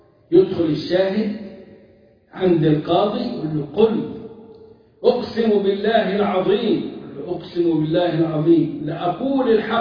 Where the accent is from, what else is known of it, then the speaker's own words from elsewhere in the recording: Egypt; أما إحنا كمصريين فمفتاح كلامنا